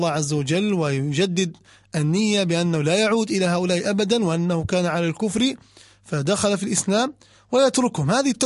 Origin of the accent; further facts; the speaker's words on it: Libya; منها ما يسمون الآن عندنا في ليبيا يقولون السحب على الحمر